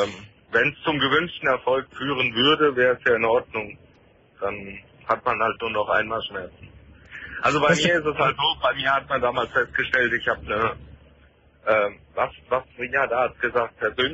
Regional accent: Nuremberg, Bavaria, Germany; ich war zweimal in Nürnberg in der Therapie, weil ich komme aus Nürnberg.

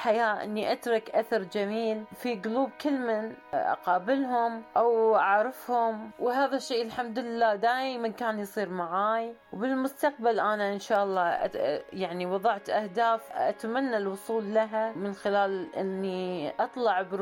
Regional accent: Kuwait; سافرت للعلاج خارج الدولة، أنا من الكويت.

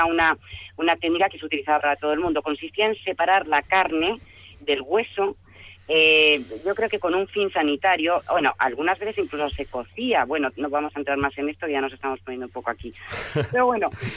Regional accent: Spain; como los españoles somos unos atropellados

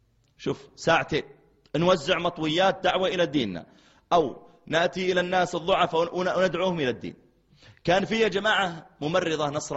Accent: Mecca, Makkah Province, Saudi Arabia; قلت لا أنا من السعودية، أنا من مكة، تعرف مكة؟

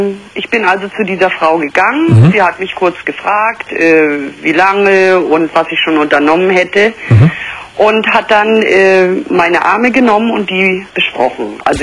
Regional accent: East Germany, Germany; also ich bin aus der DDR, das war damals noch 20 Ostmark.

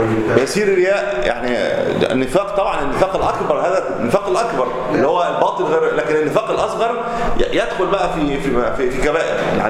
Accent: Egypt; وهذه الطامة الكبرى التي نقع فيها ليلا نهار وذات عندنا في مصر

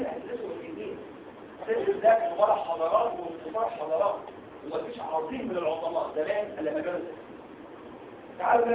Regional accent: Egypt; ايه اشهر باراسايت جرانيلوما عندنا في مصر؟

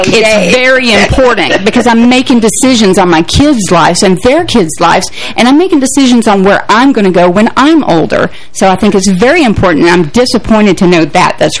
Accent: Oak Ridge, Tennessee, United States; I'm from Oak Ridge, Tennessee, which was the city that was it was developed for the assembly of the atom bomb, and my city was full of engineers and nuclear scientists

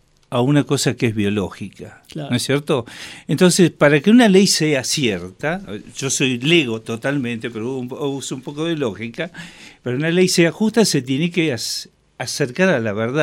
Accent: Buenos Aires, Argentina; Yo soy porteño, pero represento a Río Negro.

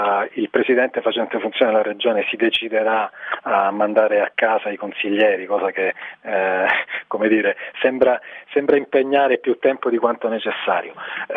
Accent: Reggio Calabria, Calabria, Italy; Io da reggino mi auguro che questo succeda a partire da ottobre

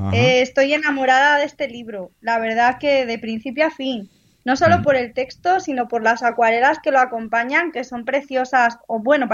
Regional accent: Alcalá de Henares, Community of Madrid, Spain; Aunque soy de Alcalá y vivo en Alcalá

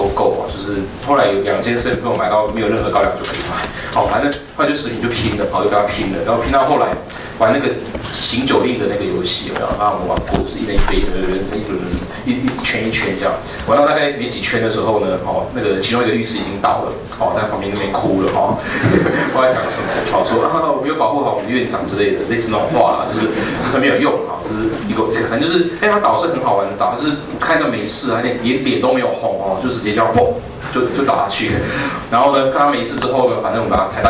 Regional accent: Taiwan; 我们是台湾人两个人，

